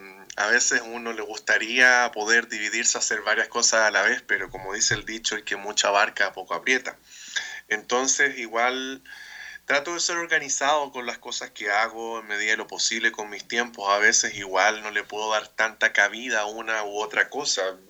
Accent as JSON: {"language": "Spanish", "country": "Chile", "said": "soy de Chile."}